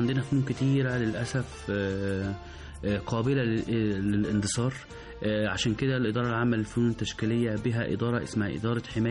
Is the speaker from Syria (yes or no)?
no; Egypt